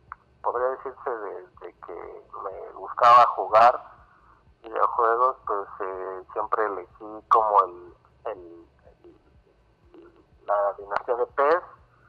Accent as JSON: {"language": "Spanish", "region": "Mexico City", "country": "Mexico", "said": "Soy de acá de la Ciudad de México, tengo 34 años."}